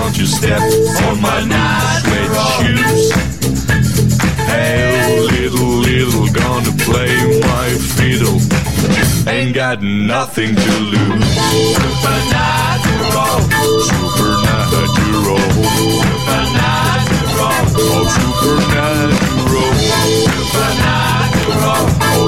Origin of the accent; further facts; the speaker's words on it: Como, Lombardy, Italy; No, io veramente. Io sono di Como.